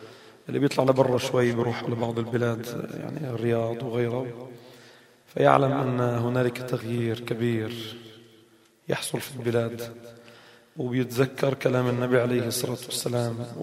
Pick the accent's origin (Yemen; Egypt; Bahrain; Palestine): Palestine; وانا فلسطيني،